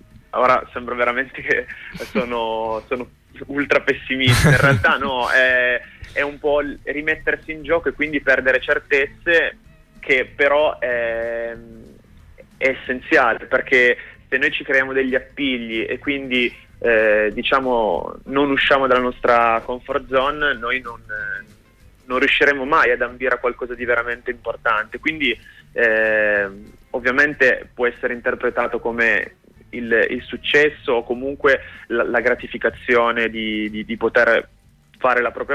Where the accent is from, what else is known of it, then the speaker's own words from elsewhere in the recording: Piedmont, Italy; Io non sono proprio di Torino, sono vicino Cuneo, però comunque diciamo che musicalmente posso identificarmi nella scena torinese